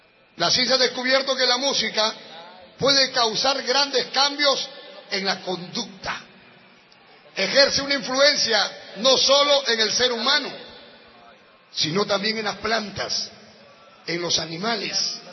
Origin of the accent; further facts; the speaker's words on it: Lima, Peru; born there; Hermanos, yo soy peruano, como usted, como cualquier hermano que está acá. Yo nací en Lima y quise prosperar y quise salir adelante.